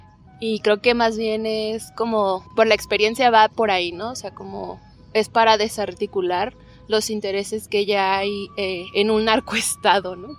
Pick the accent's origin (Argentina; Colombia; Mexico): Mexico; yo que vengo de México